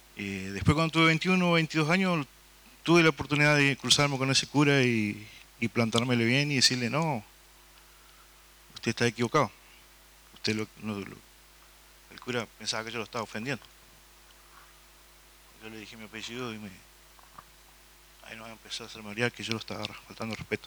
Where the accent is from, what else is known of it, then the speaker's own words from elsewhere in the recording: El Bolsón, Río Negro, Argentina; soy de La Cuesta también. Y yo pasé parte de mi niñez, mi juventud acá en Bolsón. Nací acá. Mi mamá vino allá de La Cuesta y me tuvo acá en Bolsón.